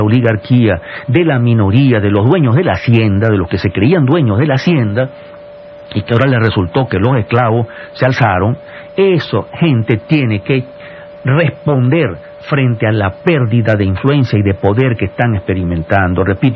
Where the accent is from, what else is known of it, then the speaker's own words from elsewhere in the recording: Venezuela; Entonces, sí, todos somos venezolanos, claro que somos venezolanos